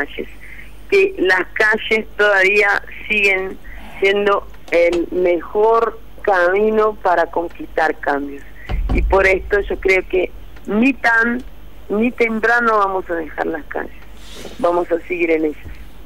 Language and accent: Spanish; São Paulo, Brazil; Spanish is a second language; Yo soy de São Paulo. Yo vivo hoy en una favela de la región oeste de la capital, pero yo soy nacida en ABC Paulista, que es la región conurbada de São Paulo